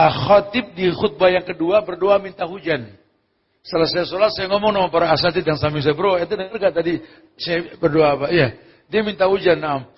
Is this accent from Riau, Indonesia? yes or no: no; Bogor, West Java, Indonesia; kami orang Bogor sampai lupa cara minta dua hujan gitu. Tiap hari hujan di sana.